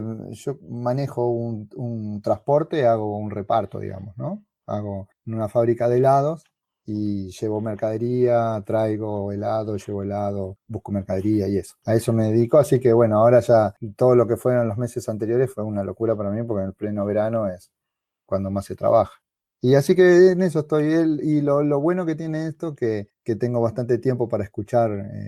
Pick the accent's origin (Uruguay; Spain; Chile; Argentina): Argentina; Buenos Aires Province; Yo soy de Argentina, de una ciudad pequeña cerca de Buenos Aires, de la ciudad más importante, digamos, ¿no?, de acá Argentina.